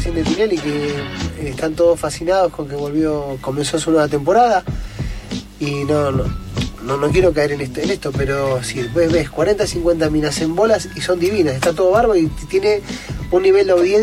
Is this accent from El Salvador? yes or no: no; Argentina; yo tengo que entender que como argentino